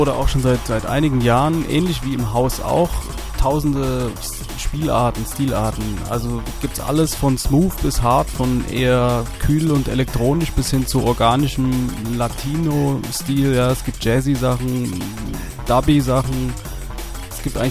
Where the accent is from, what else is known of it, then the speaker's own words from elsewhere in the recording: Dresden, Saxony, Germany; now in Frankfurt, Germany; Eigentlich bin ich Dresdner, Exil-Dresdner. Mich hat es nach Frankfurt verschlagen, eigentlich Anfang der 90er, nicht freiwillig.